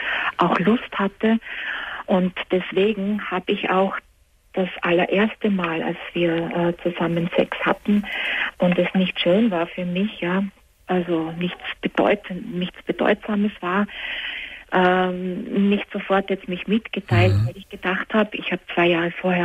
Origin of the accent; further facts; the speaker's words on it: Austria; now in Germany; Ich bin für diesen Mann von Österreich nach Deutschland gezogen.